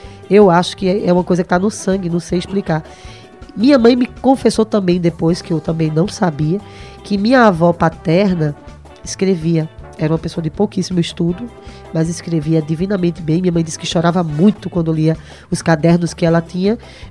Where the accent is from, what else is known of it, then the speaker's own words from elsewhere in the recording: Recife, Pernambuco, Brazil; eu sou de Recife, né, como eu falei antes, mas minha família toda é do sertão do Pajeú, da cidade de Itabira.